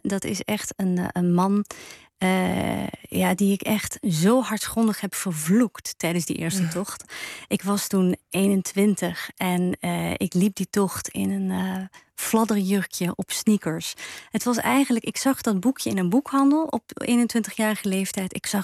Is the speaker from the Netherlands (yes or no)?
no; Ghent, Flanders, Belgium; Ik ben opgegroeid in België en dat is altijd wel mij ingeprent van wees vooral bescheiden. Of zoals we in Gent zeggen, geen een dikke nek krijgen.